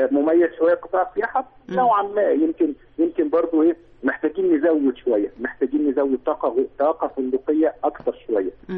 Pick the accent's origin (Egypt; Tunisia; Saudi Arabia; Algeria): Egypt; واحنا مواطنين مصريين استحملنا بلدنا